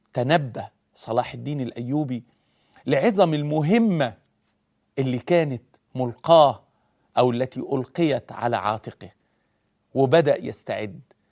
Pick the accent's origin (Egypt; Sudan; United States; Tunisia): Egypt; هو بمثابة زي كده عندنا في مصر زكريا عزمي